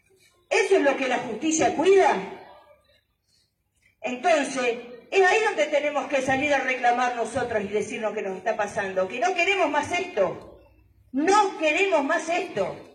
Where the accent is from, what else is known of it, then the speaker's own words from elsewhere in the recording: Mar del Plata, Buenos Aires Province, Argentina; yo vengo de Mar del Plata, allá hay muchísimos grupos de chicas que se juntan, muchísimos.